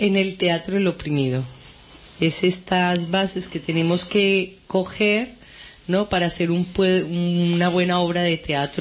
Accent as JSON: {"language": "Spanish", "country": "Colombia", "lives_now": "Spain", "said": "yo soy colombiana, me siento colombiana, llevo muchos años en Cataluña. Quiero mucho a Cataluña, pero yo me autodefino como colombiana."}